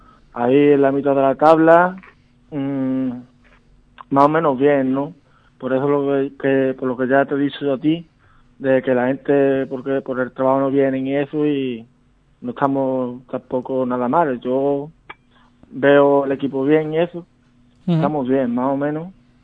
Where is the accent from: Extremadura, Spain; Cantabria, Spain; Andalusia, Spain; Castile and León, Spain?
Andalusia, Spain; Algar; Sí, somos 6 jugadores de Algar.